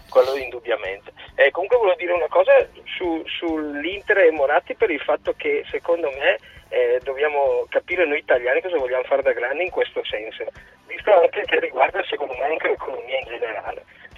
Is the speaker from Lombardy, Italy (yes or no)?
yes; Brescia, Lombardy, Italy; visto che sono bresciano.